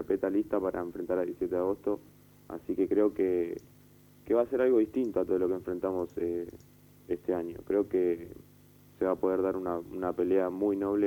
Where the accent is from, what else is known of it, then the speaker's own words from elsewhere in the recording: Barracas, Buenos Aires Province, Argentina; Yo me crié en Barracas, vivo a una cuadra del club